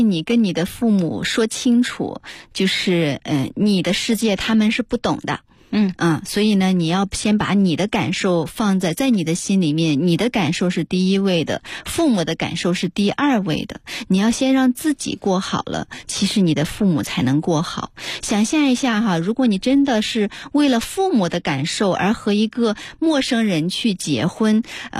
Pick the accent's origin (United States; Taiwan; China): China; 我们身为中国人，尤其是身为中国人生的孩子哈